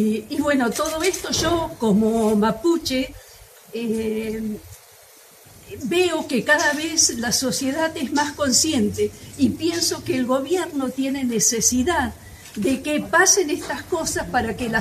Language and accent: Spanish; Esquel, Chubut, Argentina; yo soy de Esquel y sé que más de uno de los de acá que viven en Esquel